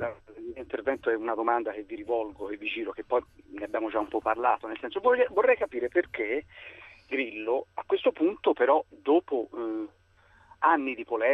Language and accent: Italian; Florence, Tuscany, Italy; ne cito uno perché sono di Firenze